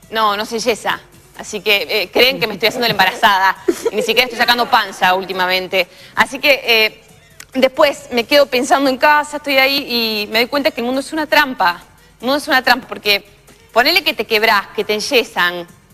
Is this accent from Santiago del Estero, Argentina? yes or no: yes; Frías, Santiago del Estero, Argentina; born there; Yo nací en Frías, en Santiago del Estero, por accidente.